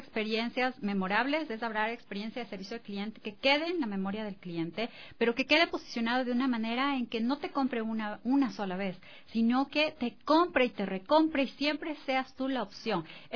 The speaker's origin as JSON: {"language": "Spanish", "country": "Ecuador", "said": "nosotros mismos ecuatorianos y desde acá? Nosotros somos un país turístico"}